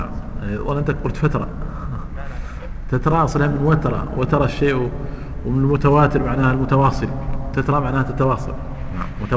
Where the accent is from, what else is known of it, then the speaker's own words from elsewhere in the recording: Mauritania; انا ادركت هذا عندنا في موريتانيا